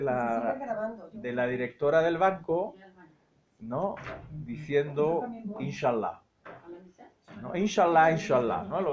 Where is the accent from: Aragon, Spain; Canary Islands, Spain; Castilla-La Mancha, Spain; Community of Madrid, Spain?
Community of Madrid, Spain; Madrid; Claro, yo soy de Madrid.